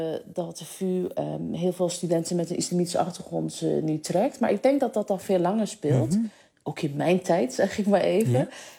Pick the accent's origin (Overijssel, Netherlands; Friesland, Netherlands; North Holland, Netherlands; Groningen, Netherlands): North Holland, Netherlands; Amsterdam; Kijk, ik ben Amsterdammer.